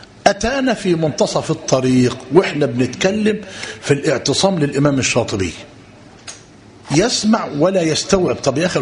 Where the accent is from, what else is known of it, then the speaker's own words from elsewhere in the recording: Egypt; الإشكالية عندنا في مصر إيه؟